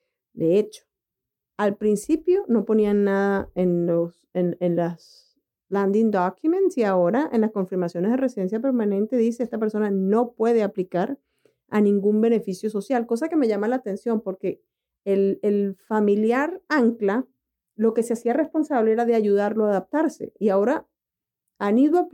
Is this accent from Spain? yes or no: no; Venezuela; Paola es colombiana y yo soy venezolana.